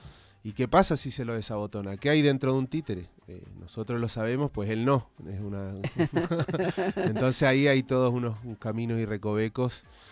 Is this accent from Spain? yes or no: no; Chile; Yo soy chileno, ella es porteña.